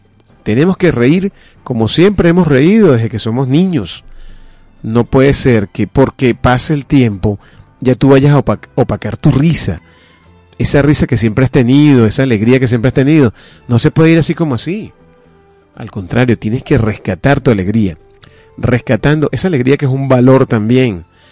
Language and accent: Spanish; Venezuela; Porque todos somos venezolanos.